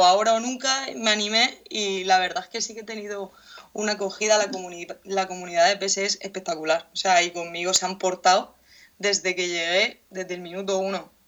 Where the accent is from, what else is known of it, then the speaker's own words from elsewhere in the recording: Cartagena, Region of Murcia, Spain; Soy de Cartagena, una ciudad de aquí de España, de la región de Murcia